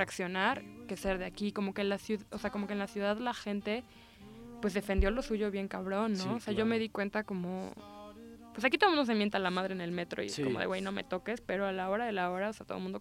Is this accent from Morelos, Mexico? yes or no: yes; Morelos, Mexico; now in Mexico City, Mexico; yo soy de Morelos y como que nuestros estados acaban como de sufrir cierto daño